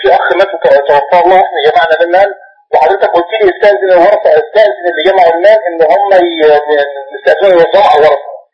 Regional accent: Egypt; now in Mecca, Saudi Arabia; لا في الأصل أنا مصري ولكن أعمل في مكة.

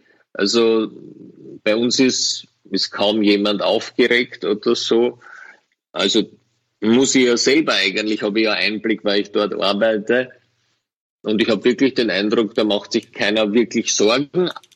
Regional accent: Austria; und als Österreicher darf ich sowas sagen

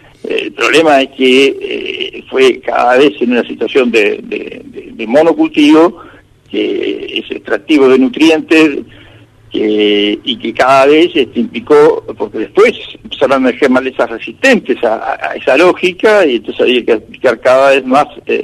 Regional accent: Patagonia, Argentina; Sí, yo soy original de la Patagonia, así que siempre tengo que pasar por esos lados.

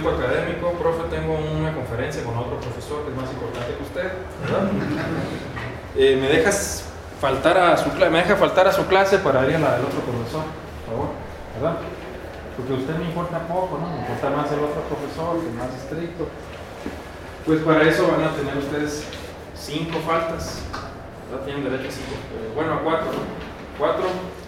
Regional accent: Mexicali, Baja California, Mexico; Yo vengo de Tangamandapio, de Mexicali, Baja California, y aquí sí hace calor, ¿verdad?

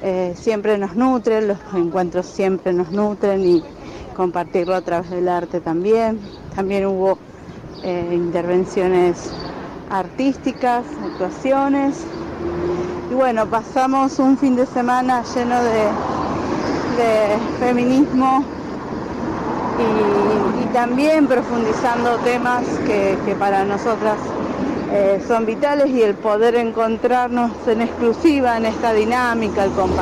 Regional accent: Rosario, Santa Fe, Argentina; Soy de Rosario

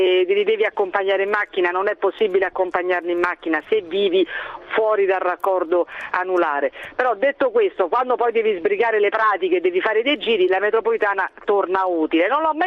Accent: Rome, Lazio, Italy; Sì, sono di Roma.

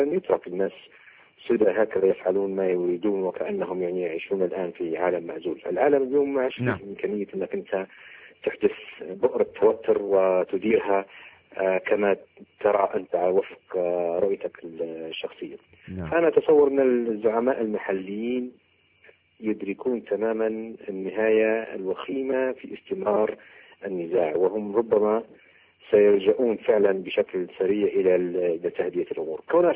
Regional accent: Libya; نحن كليبيين

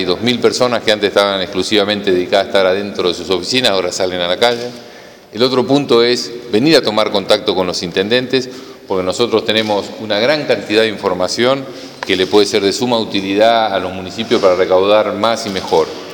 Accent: Bahía Blanca, Buenos Aires Province, Argentina; Primero yo soy de Bahía y soy de las rutas, digamos.

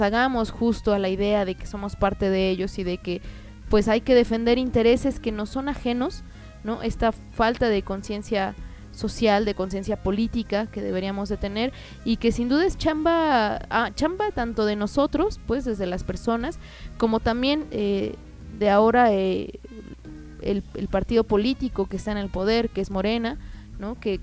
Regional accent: Mexico; a los más de 120 millones que somos de mexicanos que sobrevivimos con el mínimo

